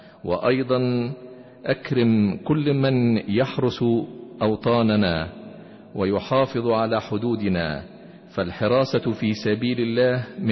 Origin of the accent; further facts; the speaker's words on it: Egypt; ويحب بلادنا مصر العزيزة